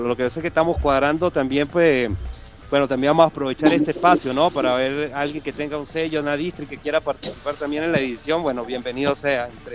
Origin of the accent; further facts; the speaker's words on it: Venezuela; yo que me crié por lo menos en Venezuela